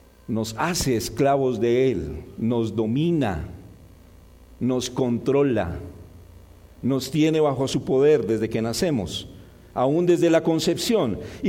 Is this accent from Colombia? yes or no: yes; Colombia; aunque somos colombianos, culturas radicalmente diferentes